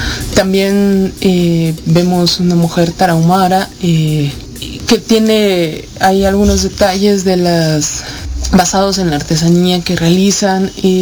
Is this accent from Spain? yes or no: no; Mexico; Digo, nosotros como mexicanos seguimos utilizando el término malinchista de una manera despectiva.